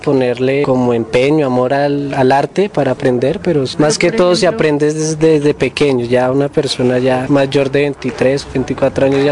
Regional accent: Bogotá, Colombia; pues yo soy de Bogotá, hay familia de otras partes del país, de otra parte de Colombia.

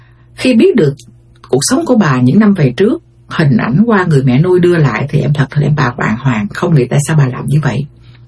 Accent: United States; Thì rồi đi sang đây thì em lớn lên ở Mỹ, năm đó em đi là em nhớ là em khoảng 6-7 tuổi gì đó.

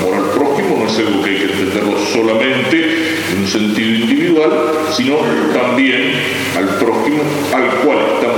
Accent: Argentina; también tendremos que santificarnos como argentinos, en el amor a la propia patria.

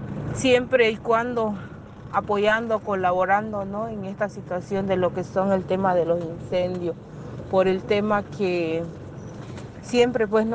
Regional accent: Roboré, Santa Cruz, Bolivia; Soy del municipio de Robore. Pertenezco a la comunidad indígena Aguascaliente.

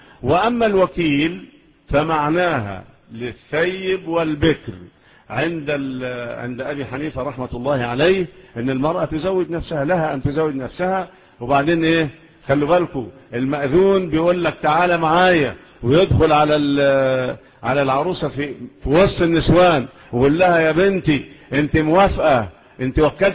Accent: Egypt; والقضاء عندنا في مصر إلى الآن الأمور الشرعية على مذهب مين؟

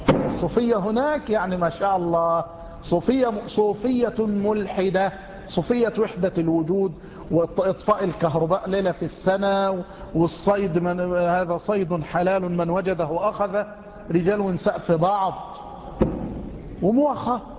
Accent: Tanta, Gharbia, Egypt; الذي عندنا في طنطا، وليس عندنا يعني عند جيراننا في طنطا،

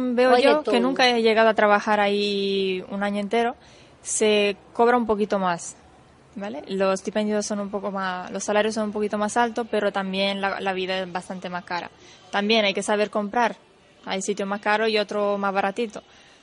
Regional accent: Italy; Spanish is a second language; yo siendo italiana, la verdad es que no le pongo mucha atención a eso

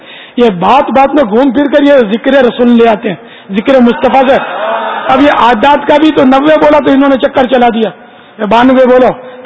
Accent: Karachi, Sindh, Pakistan; مولد میرا باب المدینہ ہے, کراچی پیدا ہوا ہے. میرا وطن یہ ہے باب المدینہ, پاکستان ہے الحمدللہ.

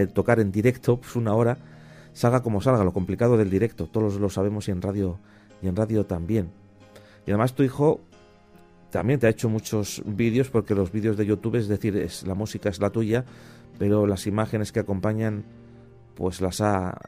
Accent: San Sebastián, Basque Country, Spain; born there; yo nací en San Sebastián. Soy del antiguo, de la parte, digamos, de la zona casi ya alejada hacia la Sarte

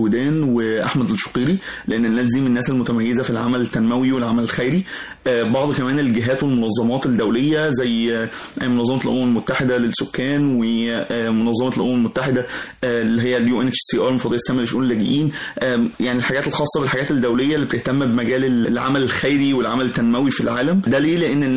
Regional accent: Egypt; وده دورنا وده كلنا كمصريين، فهي ارض مباركه

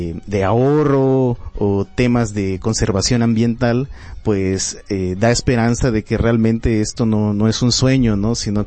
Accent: Yucatán Peninsula, Mexico; yo vengo de la tierra del Mayap, ahí en la península de Yucatán

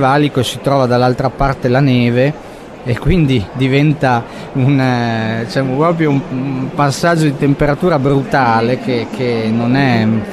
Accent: Parma, Emilia-Romagna, Italy; also born or lived in Turin; io sono nato a Torino, poi mi sono trasferito molto piccolo a Parma.

